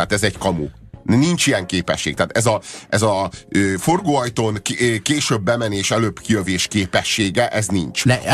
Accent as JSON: {"language": "Hungarian", "country": "Hungary", "said": "hiszen magyarok vagyunk, és miénk a Rubik kocka"}